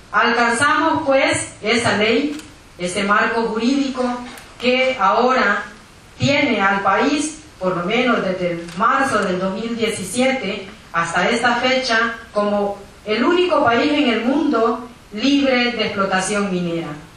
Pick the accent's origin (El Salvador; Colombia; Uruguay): El Salvador; Vengo de El Salvador. El Salvador es el pequeño país en América Central.